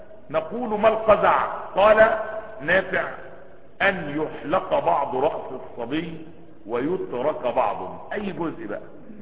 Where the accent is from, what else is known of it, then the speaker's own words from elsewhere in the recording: Asyut, Asyut Governorate, Egypt; لان انا صعيدي على فكرة ومن اسيوط، عشان تبقوا واخدين بالكم